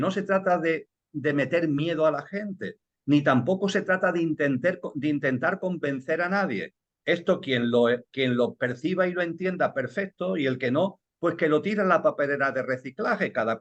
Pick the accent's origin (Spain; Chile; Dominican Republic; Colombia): Spain; Seville, Andalusia; En mi tierra el verano es muy fuerte, en Sevilla, en Andalucía, el verano es potente.